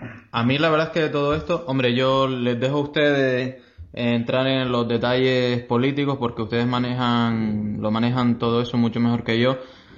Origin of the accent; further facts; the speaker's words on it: Canary Islands, Spain; uno siendo canario, pues, se siente vergüenza del desarrollo